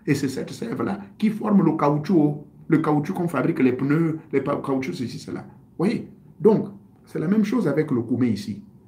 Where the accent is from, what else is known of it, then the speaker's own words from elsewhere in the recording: Gabon; Mais chez nous au Gabon